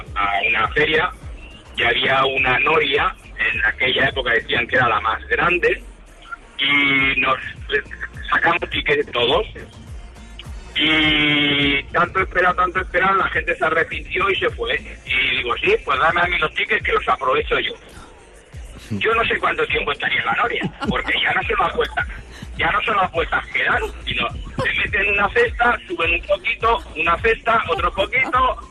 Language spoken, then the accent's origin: Spanish; Catalonia, Spain; Yo soy catalán y como sabréis, en Cataluña y Valencia son típicas las collas.